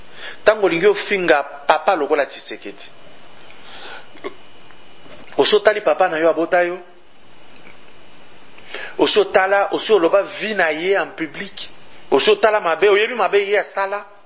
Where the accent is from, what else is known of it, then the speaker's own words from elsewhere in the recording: Katanga, DR Congo; Chez moi, au Katanga